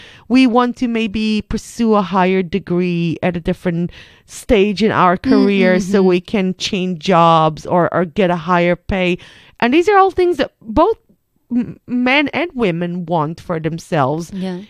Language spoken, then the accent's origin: English; Israel; English is a second language; I grew up in Israel, but we're of about the same generation.